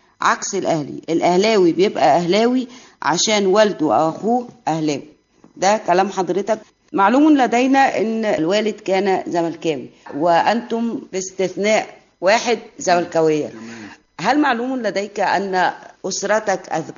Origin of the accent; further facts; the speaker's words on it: Shubra, Cairo Governorate, Egypt; أنا من شبرا، وشبرا بتاعتنا هي اللي كنا بنروح فيها سينما الحي،